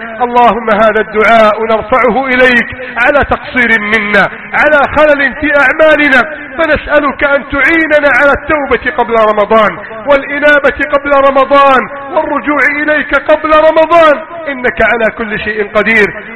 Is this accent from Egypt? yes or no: yes; Egypt; اللهم احفظ بلدنا مصر وسائر بلاد المسلمين، اللهم اجعل مصرنا سخاء الرخاء وسائر بلاد المسلمين